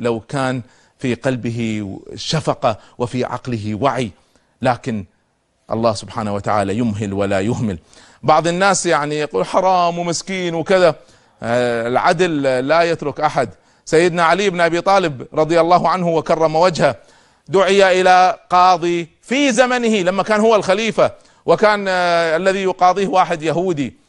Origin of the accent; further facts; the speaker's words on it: Kuwait; عندنا في الكويت أمام السفارة السورية